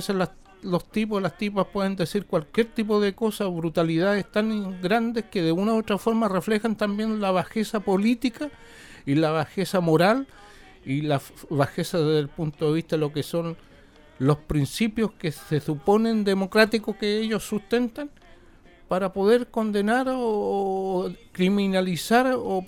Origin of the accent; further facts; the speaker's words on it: Chile; Si hasta hace poco aquí como chilenos nosotros teníamos la estigmatización de ciertos sectores populares